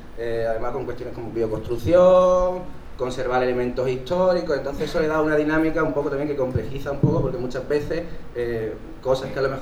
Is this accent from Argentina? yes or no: no; Málaga, Andalusia, Spain; vengo de Málaga.